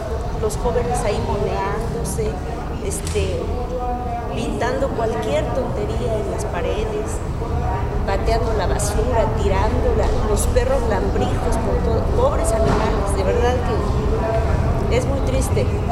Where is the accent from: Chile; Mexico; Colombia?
Mexico; Puebla; Por ejemplo, yo soy de Puebla. Puebla es un estado...